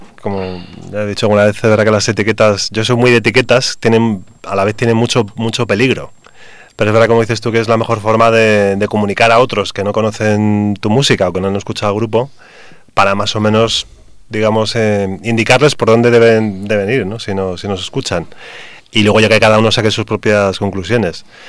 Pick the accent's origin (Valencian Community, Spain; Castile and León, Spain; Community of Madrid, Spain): Community of Madrid, Spain; Madrid; Entonces, yo soy de Hortaleza, por cierto.